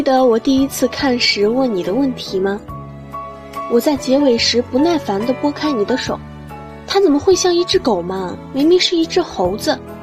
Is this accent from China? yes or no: yes; Suzhou, Jiangsu, China; 来自苏州，我在南京大学，距离我的家乡217公里。